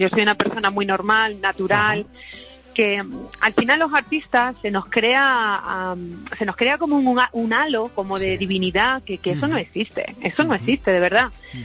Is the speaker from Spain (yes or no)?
yes; Valencia de Alcántara, Extremadura, Spain; mi pueblo, en Valencia de Alcántara.